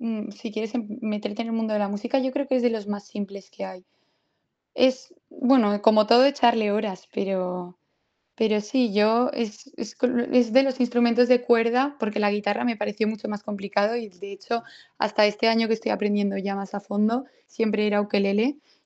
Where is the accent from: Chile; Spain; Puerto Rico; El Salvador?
Spain; Valencia, Valencian Community; soy de Valencia y soy la más pequeña de 3 hermanos.